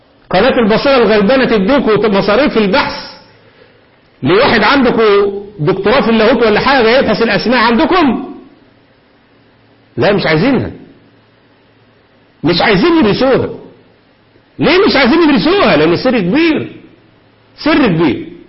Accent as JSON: {"language": "Arabic", "country": "Egypt", "said": "ده عبد العال دي موجود عندنا في مصر كتير."}